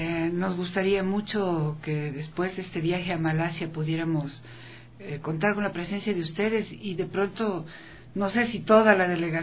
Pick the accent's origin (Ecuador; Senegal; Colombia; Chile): Ecuador; los ecuatorianos pues estábamos así como somos los ecuatorianos nomás, no, somos los y las ecuatorianas